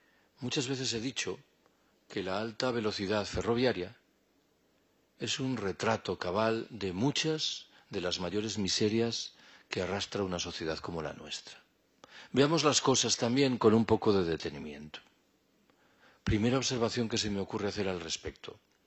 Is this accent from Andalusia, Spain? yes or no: no; Galicia, Spain; yo soy gallego. En Galicia hay un proyecto muy avanzado de construcción.